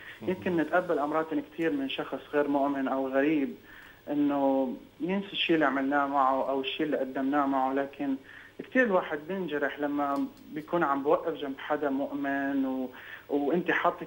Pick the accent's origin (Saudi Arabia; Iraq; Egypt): Iraq; accent: Lebanese; also born or lived in Jordan; طبعا انا عراقي بس عم بحكي لبناني لانه سكنت بالاردن اكثر من 10 سنين